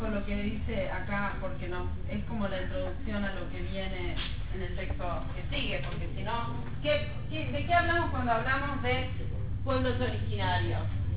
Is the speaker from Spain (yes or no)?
no; Argentina; Así como nosotros somos argentinos, ¿sí?